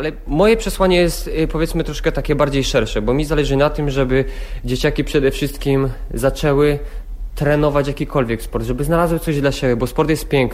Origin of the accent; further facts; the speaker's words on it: Bojszowy, Silesian Voivodeship, Poland; Dokładnie jestem z Bojszów. To jest jakby w takim trójkącie między Pszczyną, Tychami a Oświęcimiem.